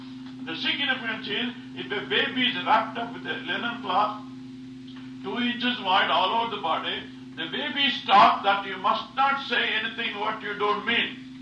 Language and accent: English; South India, India; born there; Now, I was born in South India, And I had only, I had three sisters.